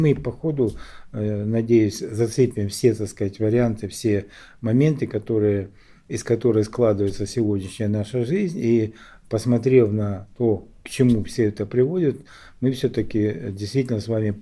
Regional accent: Donbas, Ukraine; потому что я сам из Донбасса, и все это не для меня не какая-то там чужесторонняя информация по телевизору

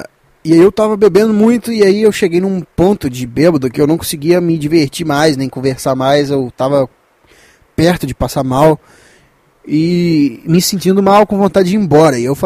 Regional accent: Minas Gerais, Brazil; pra quem não sabe, eu sou de Minas

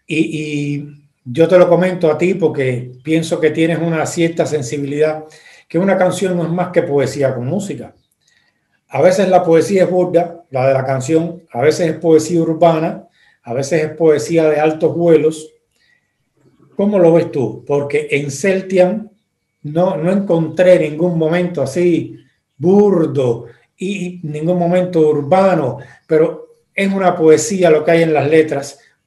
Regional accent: Cuba; en estos días en Cuba han habido algunas revueltas y demás, y yo soy cubano

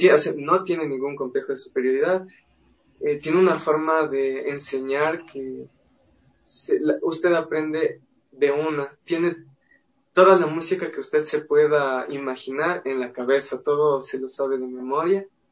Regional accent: Cuba; supongo que como cubano, así soy muy vivo

